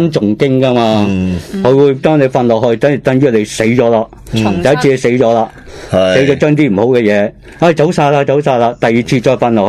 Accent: Hong Kong; 起码都唔会到我哋香港人啦。

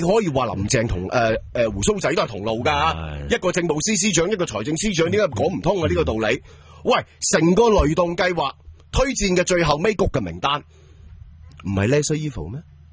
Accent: Hong Kong

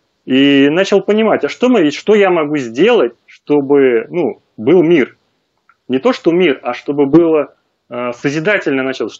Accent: Moscow, Russia; мы вот жили в Подмосковье, сам я из Москвы.

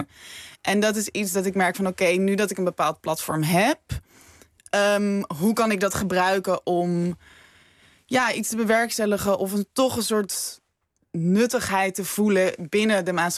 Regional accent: Wageningen, Gelderland, Netherlands; Ik kom uit Wageningen.

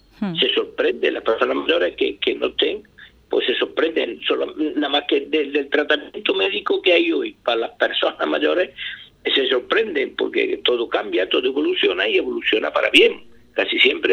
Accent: Andalusia, Spain; Yo me considero un andaluz de los clásicos andaluz, sabe usted cómo somos, tenemos fama, sí.

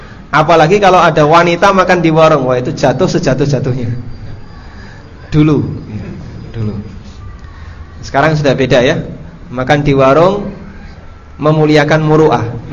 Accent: Paciran, East Java, Indonesia; Jadi di kampung saya dulu, tapi dulu ya, di Paciran, Lamongan, makan di warung itu menjatuhkan muru'ah.

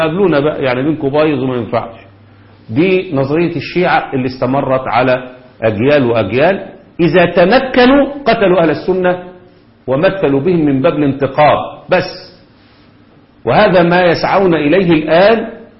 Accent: Egypt; احنا كمصريين بندافع عن

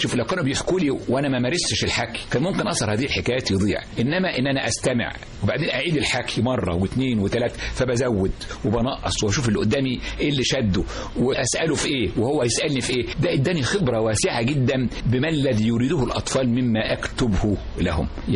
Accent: Cairo, Cairo Governorate, Egypt; born there; وطبعا جدي وجدتي الوالدتي الحقيقة كانوا في قرية جزيرة شارونة في المنيا في مغاغة. أنا اتولدت في القاهرة إنما كنت بروح أزورهم كل صيف شهر شهرين ثلاث شهور

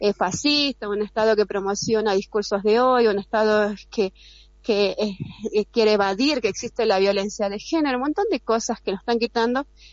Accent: Jujuy, Argentina; porque somos jujeñas y muchas veces nos ha tocado decidir no poder ir a algún encuentro porque la lejanía

